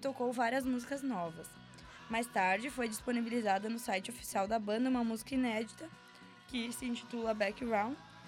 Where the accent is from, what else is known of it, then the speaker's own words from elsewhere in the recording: Chapecó, Santa Catarina, Brazil; Cidades bem pequenas, até em Santa Catarina, lá perto da minha terra natal, Chapecó, eles tocaram também, né?